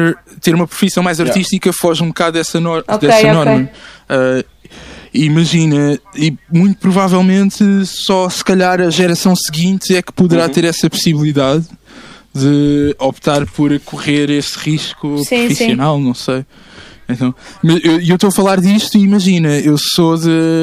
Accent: Portugal; also born or lived in Luanda, Angola; Eu sempre vivi em Portugal. Eu nasci

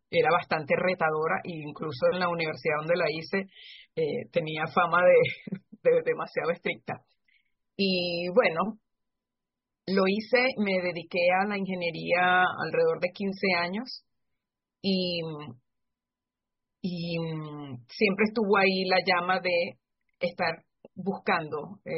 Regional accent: Barquisimeto, Lara, Venezuela; born there; Yo soy nacida en Barquisimeto, es centro occidente de Venezuela.

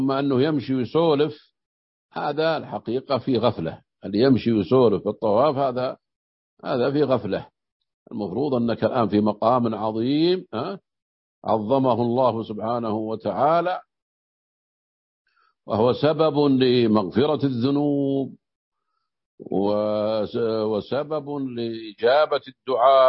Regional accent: Najd, Saudi Arabia; يقول في بعض اللهجات عندنا في نجد يسمون الشحاذ طواف،

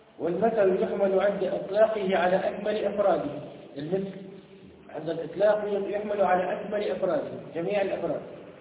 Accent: Tunisia; في بلادنا تونس

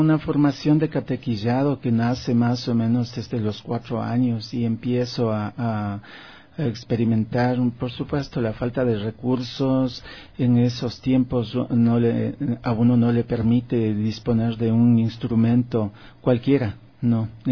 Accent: Conocoto, Pichincha, Ecuador; mi primer año de escuela, ¿no?, donde vivía en la Loma Grande

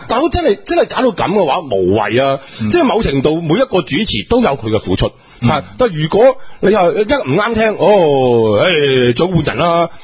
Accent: Foshan, Guangdong, China; 所以我佛山人，我唔好食啦。

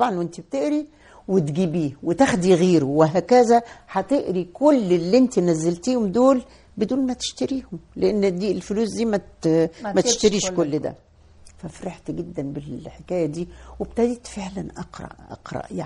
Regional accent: Roda, Cairo Governorate, Egypt; احنا انا من مواليد الروضة وسكنة في الروضة, انا وانا عندي 11 سنة وعديت كوبري عباس مشي, احنا في الروضة

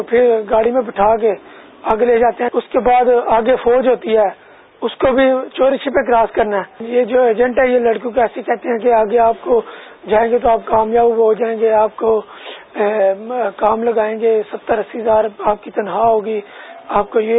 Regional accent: Gujrat, Punjab, Pakistan; میرا تعلق گجرات سے ہے

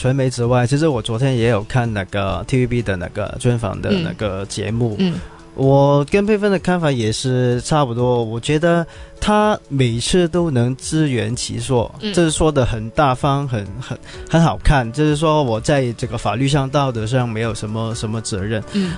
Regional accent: Hong Kong; 但是我们香港人不是一般没有文化的人

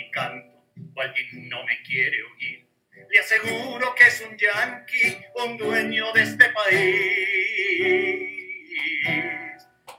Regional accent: Peru; cerca de los años 70, en el Perú, mi país de origen, se hizo un proceso, una reforma agraria importante

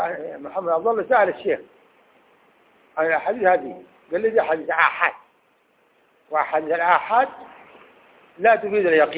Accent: Sudan; في بلدنا السودان في

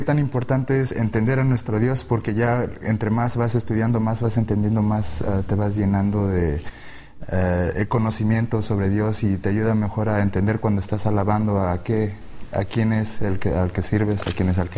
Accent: California, United States; de California, Estados Unidos

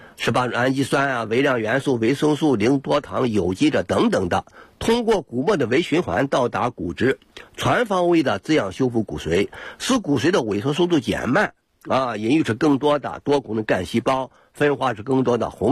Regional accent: China; 我们中国人

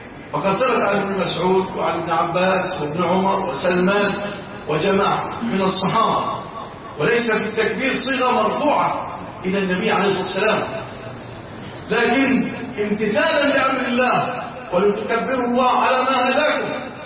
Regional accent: Egypt; اللهم اجعل بلادنا مصر وسائر بلاد

